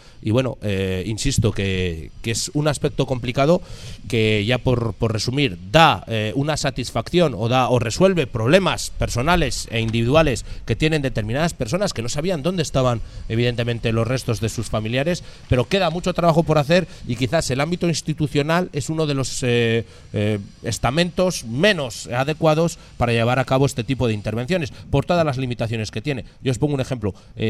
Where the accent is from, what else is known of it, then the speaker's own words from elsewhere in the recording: Burgos, Castile and León, Spain; provengo de un lugar bastante complicado en este aspecto. Yo vengo del Burgos, de la capital de la Cruzada. Bueno, mi cuna es el barrio de Gamonal y quizás ahí estamos hablando de dos Burgos